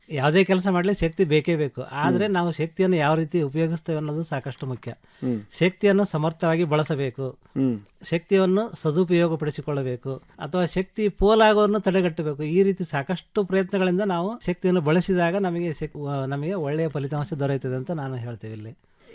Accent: Byadagi, Karnataka, India; also born or lived in Hirekerur; now in Huvina Hadagali, India; ಜನ್ಮಸ್ಥಳ ಹಿರೇಕೆರೂರು, ನಮ್ಮ ಸ್ವಂತ ಊರು ಬ್ಯಾಡಗಿ ಅಂಥೇಳಿ. ನಾವು ಈಗ ನೆಲೆಯೂರಿದ್ದು ಹೂವಿನಡಗಲಿ, ಬಳ್ಳಾರಿ ಜಿಲ್ಲೆ ಅಂದರೆ ಈಗಿನ ವಿಜಯನಗರ ಜಿಲ್ಲೆ ಅಂತ ನಾವು ಮಾಡ್ಕೊಂಡಿದ್ದೀವಿ.

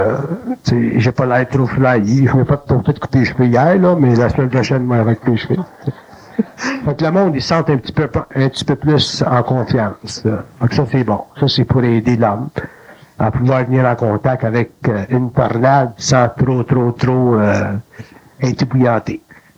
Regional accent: Quebec, Canada; born there; c'est pour ça que je suis né au Québec d'ailleurs

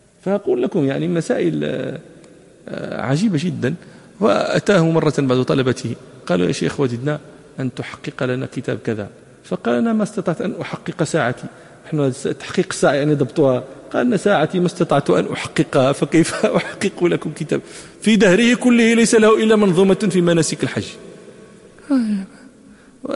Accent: Morocco; وكان عندنا في المغرب

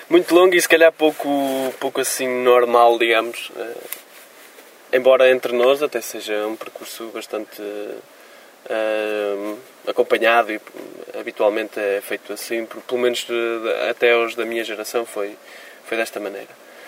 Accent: Moreira de Cónegos, Braga, Portugal; lá na minha escola, em Moreira de Cornos, de onde sou oriundo, no Conselho de Guimarães.

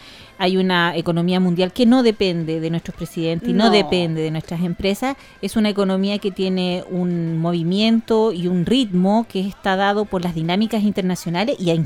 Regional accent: Chile; Y nosotros, como chilenos, sabemos las reservas que tenemos

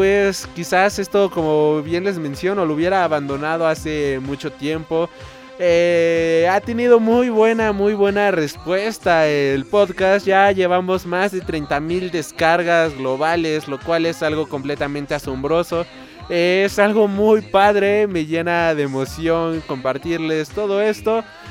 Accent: Mexico; tomando en cuenta de que yo soy de México.

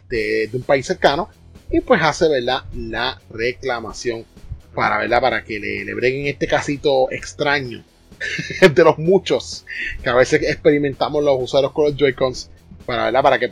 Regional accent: Puerto Rico; nosotros, ¿verdad? Que somos acá de Puerto Rico

